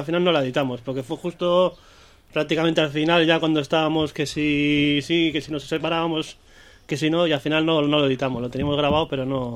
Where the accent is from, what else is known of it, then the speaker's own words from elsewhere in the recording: Bilbao, Basque Country, Spain; yo soy de Basurto, Recalde